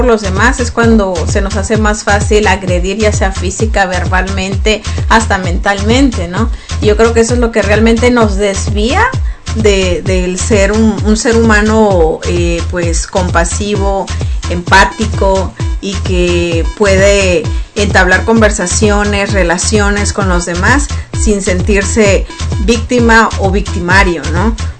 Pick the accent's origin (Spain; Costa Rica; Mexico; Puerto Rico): Mexico; así somos los mexicanos, esta es nuestra cultura